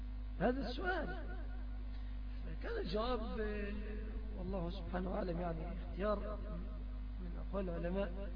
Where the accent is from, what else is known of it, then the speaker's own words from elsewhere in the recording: Egypt; الشبكة بنعتبرها مهرا في بلادنا مصر بدليل الاتفاق عليها